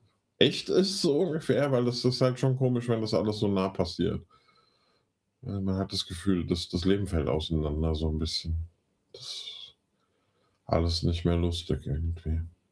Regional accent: Giessen, Hesse, Germany; dass meine Heimat irgendwie eine Rubrik wird bei den Affen. Also es ist gerade nicht so einfach, in Gießen zu wohnen irgendwie.

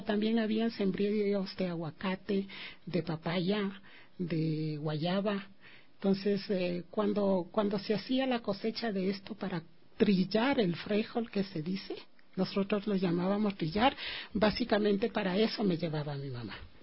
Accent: Quito, Pichincha, Ecuador; born there; yo soy nacida aquí, en la ciudad de Quito, ¿no? Pero soy del Valle del Chota de corazón.

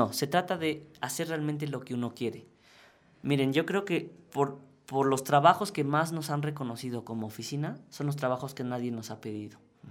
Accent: Mexico; ¿quién puedo ser yo como diseñador mexicano en un mundo global? Pues la respuesta es fácil, pues un diseñador mexicano.

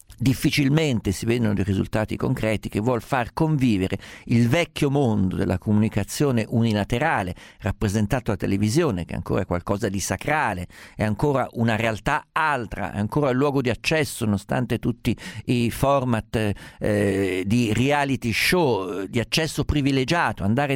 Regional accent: Umbria, Italy; Essendo umbro, fa parte della nostra cultura nazionale.

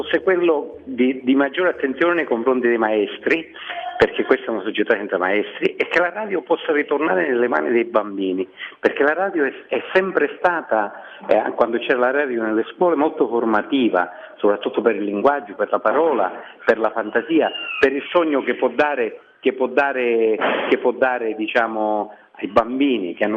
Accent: Favara, Sicily, Italy; born there; ho 60 anni, sono nato a Favara ma per diverse ragioni sono finito a lavorare a Palermo.

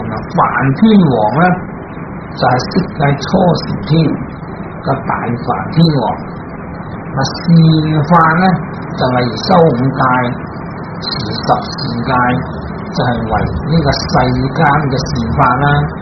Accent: China; 就好似我哋中国人啦，咁啊过呢个中国年

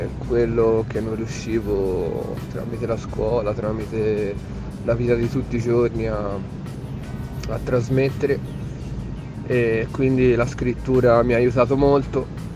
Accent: Florence, Tuscany, Italy; vengo da Firenze, dalla periferia nord, e niente, faccio rap da quando ho 15-16 anni.

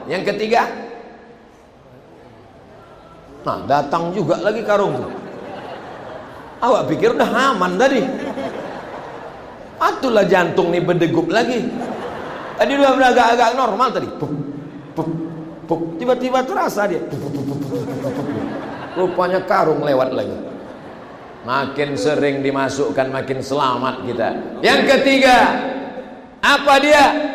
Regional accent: Riau, Indonesia; Aku dari Riau.

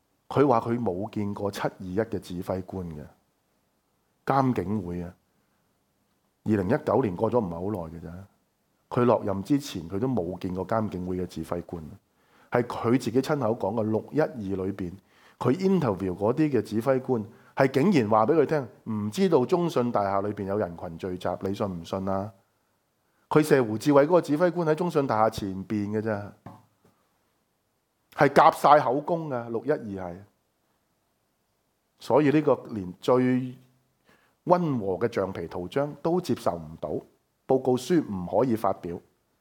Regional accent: Hong Kong; 我哋香港人

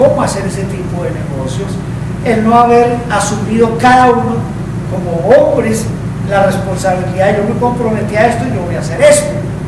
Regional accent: Colombia; allá en mi país, ¿no? En Colombia.

